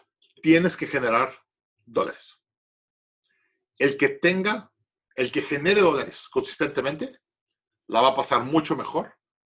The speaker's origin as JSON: {"language": "Spanish", "country": "Mexico", "said": "obviamente yo soy de México, tengo una ventaja a esto y tengo una visión diferente"}